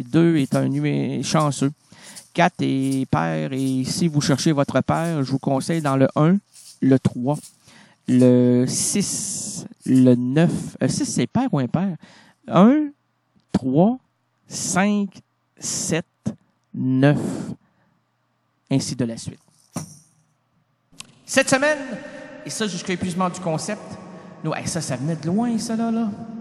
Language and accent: French; Grand Est, France; Ouais, je viens d'Alsace, moi, c'est du bon vin.